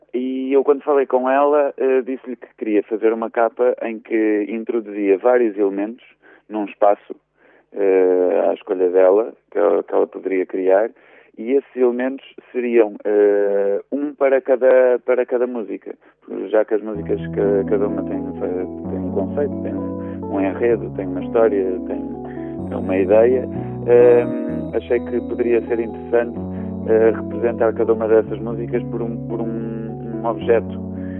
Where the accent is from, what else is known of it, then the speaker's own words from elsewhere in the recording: Viseu, Portugal; now in Lisbon, Portugal; eu sou de Viseu e na casa onde morei quando era pequenito, da minha janela eu via a Serra da Estrela todos os dias.